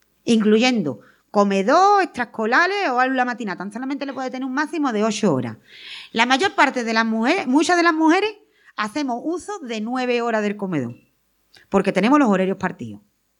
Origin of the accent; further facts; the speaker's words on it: Andalusia, Spain; Como pasa, por ejemplo, en los barrios de mi pueblo, en los barrios de allí de Sevilla, no mucho.